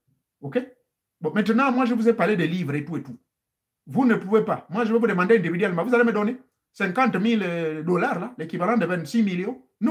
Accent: Gabon; chez nous au Gabon

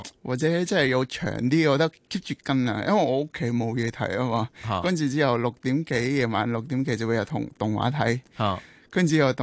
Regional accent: Nepal; Cantonese is a second language; 我哋尼泊尔人

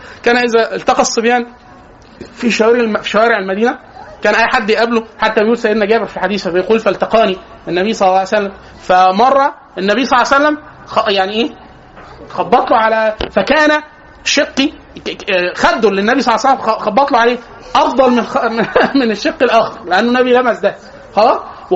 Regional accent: Egypt; احنا عندنا في مصر لازم نفترق مطبات عند النور

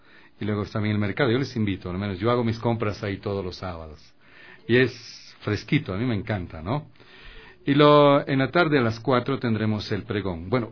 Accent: Quito, Pichincha, Ecuador; Somos de Chimbacalle.

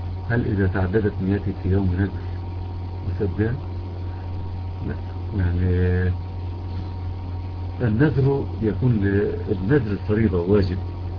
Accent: Egypt; بخلاف عندنا في مصر مثلا لم يحدث تغيير واضح

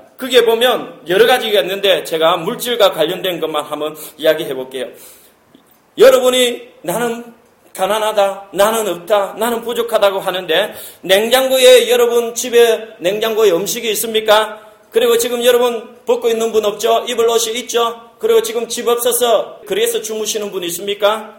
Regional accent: South Korea; moved away as an adult; 그때만 하더라도 나는 한국에서 온 캐나다에 온 유학생이었고

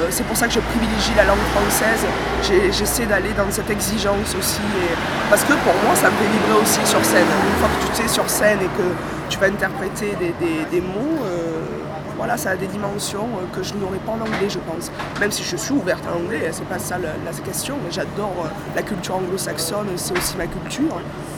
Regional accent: Marseille, Provence-Alpes-Côte d'Azur, France; moved away as an adult; now in Paris, France; J'ai fait mes études aussi à Marseille, et je suis montée à Paris à 20 ans.

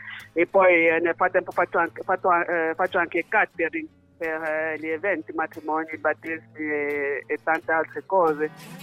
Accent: Cameroon; Italian is a second language; now in Bologna, Italy; Vengo dal Camerun, sì. Ormai sono in Italia da 15 anni, rifugiata politica.

